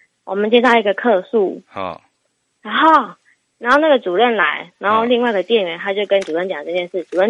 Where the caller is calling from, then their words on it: New Taipei, Taiwan; 我是新北的…。